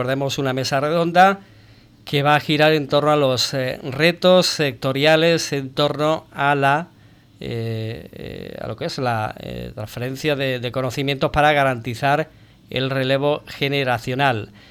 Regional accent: Ubrique, Andalusia, Spain; Que somos de Ubrique, pero hay que mirarlo con perspectiva y destacarlo

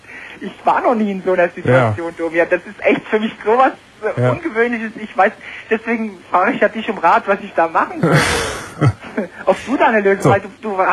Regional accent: Frankfurt, Hesse, Germany; Ich komme aus Frankfurt und arbeite dort seit 2,5 Jahren.

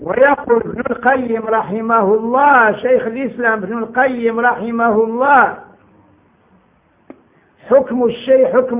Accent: Morocco; قال لي انت منين؟ قلت له انا مغربي.

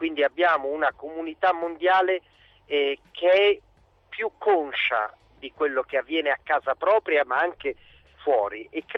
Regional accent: Genoa, Liguria, Italy; da genovese la coerenza è gratis, quindi non costa nulla

